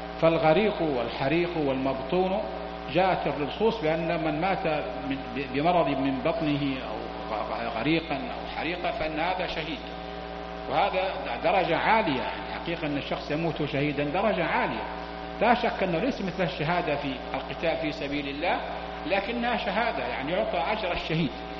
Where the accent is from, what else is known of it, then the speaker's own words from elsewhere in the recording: Mecca, Makkah Province, Saudi Arabia; مكة عندنا في مكة نفس الشيء، تأتي السيول ونحن نغرق في شبر ماء